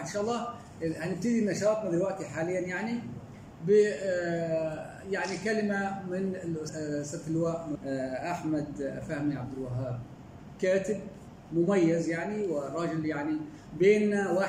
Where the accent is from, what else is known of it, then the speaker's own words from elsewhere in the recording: Egypt; مناسبة غالية علينا كلنا كمصريين وكعرب.